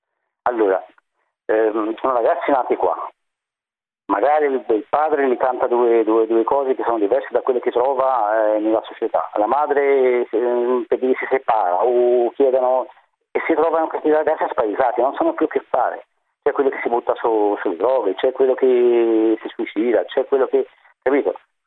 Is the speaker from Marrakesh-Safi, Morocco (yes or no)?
no; Casablanca, Casablanca-Settat, Morocco; Italian is a second language; now in Italy; Sono marocchino, di Casablanca